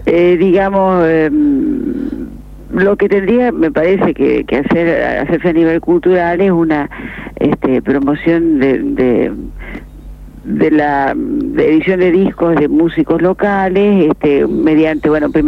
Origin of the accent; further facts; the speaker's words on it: Gualeguaychú, Entre Ríos, Argentina; volver a mis pagos en Entre Ríos, sur Entre Ríos. Yo soy de Gualeguaychú.